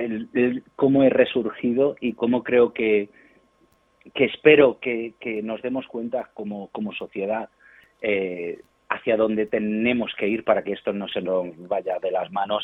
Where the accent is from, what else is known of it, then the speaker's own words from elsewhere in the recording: Marbella, Andalusia, Spain; now in Madrid, Spain; yo soy de Marbella, de Málaga y me fui a Madrid, aquí es donde vivo, y llevo aquí 23 años